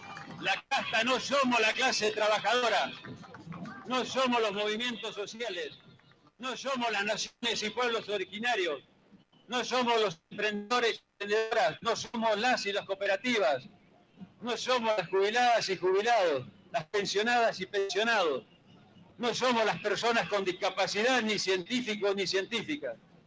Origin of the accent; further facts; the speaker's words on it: Argentina; Hoy para el gobierno nacional no somos argentinos de bien